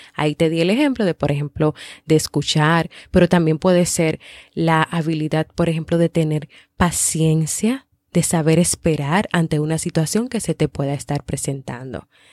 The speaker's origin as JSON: {"language": "Spanish", "country": "Dominican Republic", "said": "en varios países, como por ejemplo en mi país, República Dominicana"}